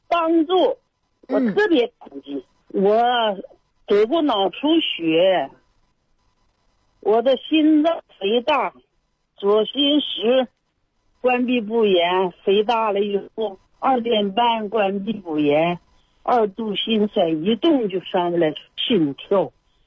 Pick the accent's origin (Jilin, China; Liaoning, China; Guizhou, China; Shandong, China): Liaoning, China; Dandong; 今年68岁。